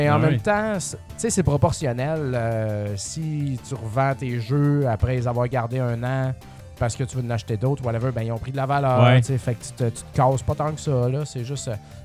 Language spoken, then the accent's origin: French; Quebec, Canada; Pour ça que quand je retourne en Beauce, le monde trouve que j'ai un accent montréalais.